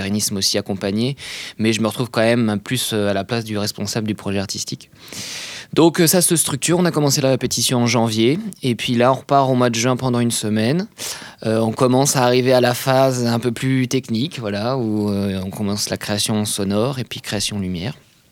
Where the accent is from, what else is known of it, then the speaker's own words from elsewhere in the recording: Nantes, Pays de la Loire, France; Alors, moi, d'où je viens, de Nantes, donc pas très loin. Hein. J'ai jamais trop bougé de Nantes.